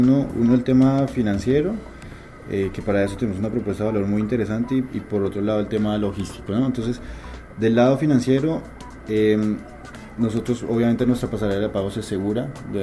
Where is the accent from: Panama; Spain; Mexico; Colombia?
Colombia; yo soy colombiano, en Bogotá es exactamente igual el tráfico que en Lima